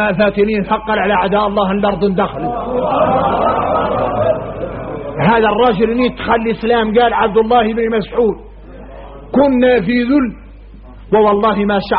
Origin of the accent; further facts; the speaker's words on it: Mauritania; احنا موريتاني